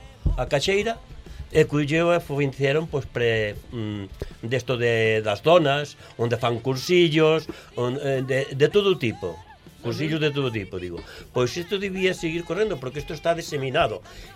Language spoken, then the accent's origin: Galician; Barcia, Asturias, Spain; por falar el de onde son eu, digo, veño de Barcia